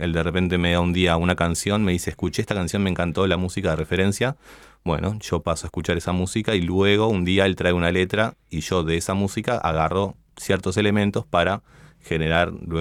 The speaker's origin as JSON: {"language": "Spanish", "town": "Ciudad de la Costa", "region": "Canelones", "country": "Uruguay", "said": "Yo soy de Sangrilá, de Ciudad de la Costa"}